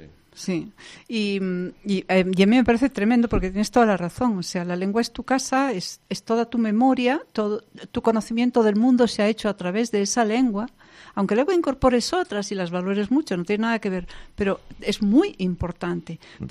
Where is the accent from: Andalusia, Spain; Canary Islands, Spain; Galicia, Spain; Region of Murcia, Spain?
Galicia, Spain; first language Galician; Spanish is a second language; mi primera lengua es el gallego. Y es una lengua en la que me siento muy cómoda y muy bien.